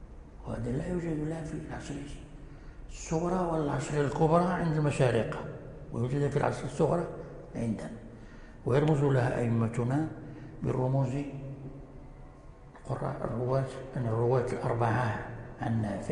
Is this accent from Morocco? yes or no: yes; Morocco; ولذلك جرى العمل عندنا في المغرب